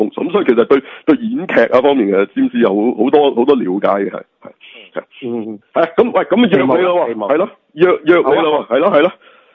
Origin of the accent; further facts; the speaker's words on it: China; 咁系嗰啲系我哋中国人新年啫